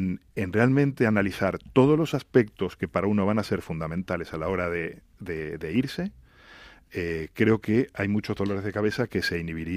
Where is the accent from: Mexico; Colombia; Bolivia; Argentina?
Argentina; moved away; Estas épocas, especialmente en Navidad, son de familia, al menos en mi caso, como argentino que soy.